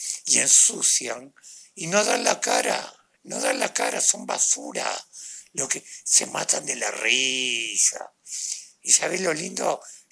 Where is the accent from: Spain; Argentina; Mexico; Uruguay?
Uruguay; Soy un uruguayo, un ciudadano común y corriente.